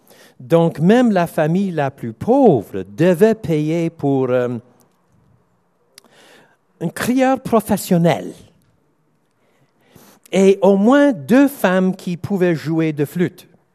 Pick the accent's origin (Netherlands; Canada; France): Canada; Quebec; Maintenant, je suis Québécois. J'ai un peu les deux.